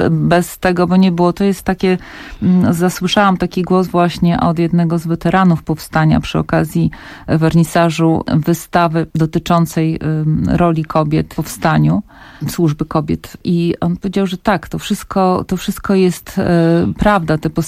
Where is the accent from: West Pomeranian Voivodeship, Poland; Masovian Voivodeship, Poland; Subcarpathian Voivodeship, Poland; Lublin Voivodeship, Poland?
Masovian Voivodeship, Poland; Warsaw; dorastałam w takich latach, kiedy bohaterowie powstania, no to byli prawie święci dla nas. I mieszkałam na Żoliborzu